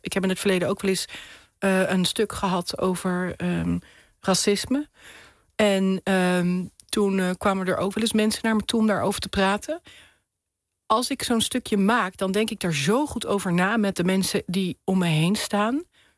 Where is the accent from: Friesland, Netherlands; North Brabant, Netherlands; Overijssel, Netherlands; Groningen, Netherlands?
North Brabant, Netherlands; Nuland; Nou, ik kom uit Nuland, iedereen alvast weet, ik kom daar vandaan.